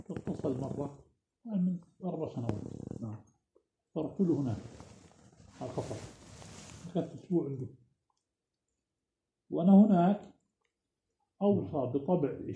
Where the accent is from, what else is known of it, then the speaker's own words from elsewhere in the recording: Jordan; وإحنا عرب إحنا أردنيين.